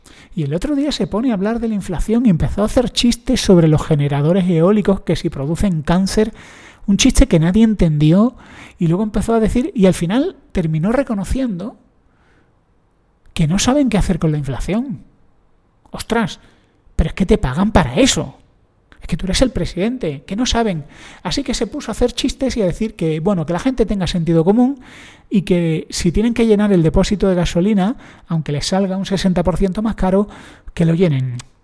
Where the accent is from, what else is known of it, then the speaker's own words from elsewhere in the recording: Spain; a mí como español